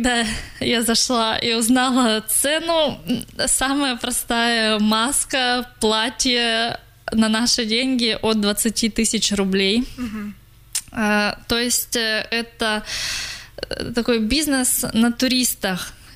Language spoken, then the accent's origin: Russian; Russia; Когда они узнали, что я из России